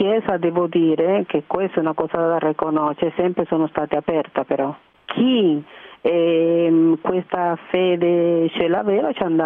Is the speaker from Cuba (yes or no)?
yes; Cuba; Italian is a second language; Io penso che almeno nel mio paese, io le dico alle persone cubane che sono ingegneri della vita, no?